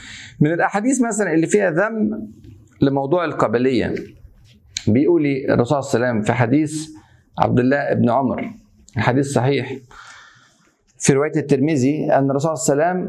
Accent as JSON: {"language": "Arabic", "country": "Egypt", "said": "طبعا عشان أنا مصري والحمد لله أفتخر أن أنا مصري"}